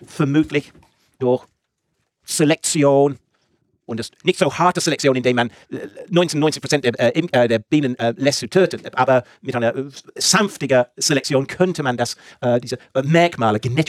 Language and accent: German; England, United Kingdom; German is a second language; now in Germany; Und ich komme aus England.